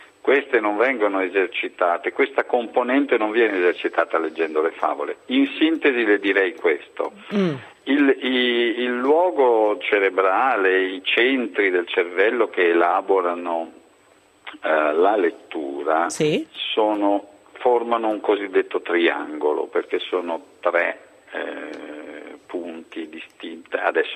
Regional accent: Veneto, Italy; io per esempio vengo dal Veneto, sono originario del Veneto, dove si parla e si parlava, soprattutto quando io ero bambino, moltissimo

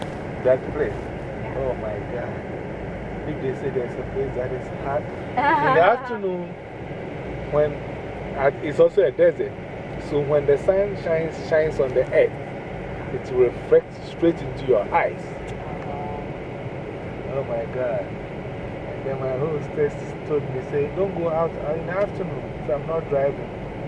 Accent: Ghana; So I know people from my country who are here, and even from my hometown.

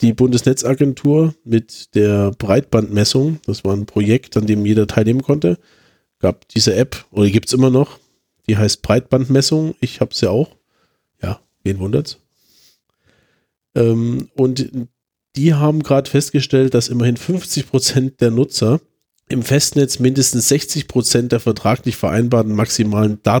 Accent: Chemnitz, Saxony, Germany; Ich komme jetzt mal zu meiner Heimatstadt.

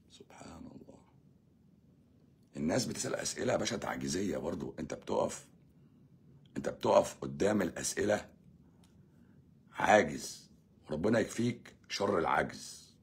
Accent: Egypt; moved away; احنا مصريين في الغربه بنقف مع بعض

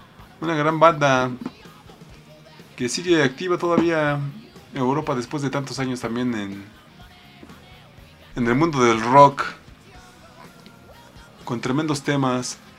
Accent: Mexico; uno se las tiene que ingeniar como buen mexicano.

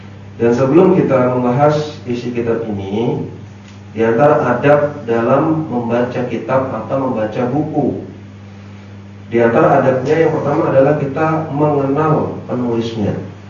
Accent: Bogor, West Java, Indonesia; Saya asli Bogor, ya, Bogor Jakarta.

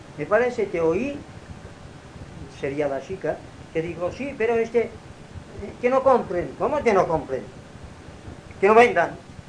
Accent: Inca, Balearic Islands, Spain; les dije que yo soy de Inca

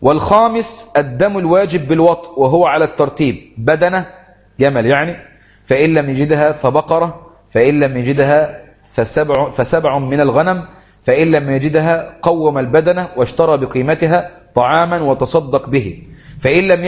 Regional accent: Egypt; يقول لك جزء الحمام عندنا في مصر غالي جدا

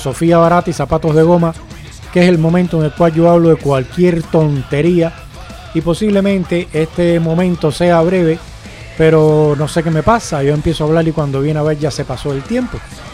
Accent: Spain; lo estoy viendo como ciudadano español que soy, pero también lo estoy viendo como fuera

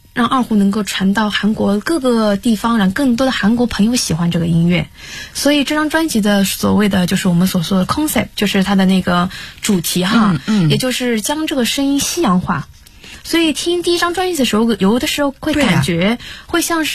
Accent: China; 我想塑一下，用中国声音塑一下我们中国人的说话的那种方式，体现中国文化。

